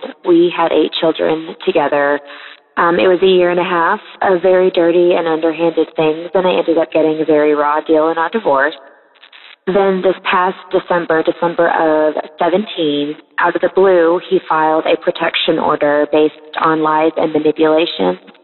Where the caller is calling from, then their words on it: Midwest, United States; I'm calling from the Midwest.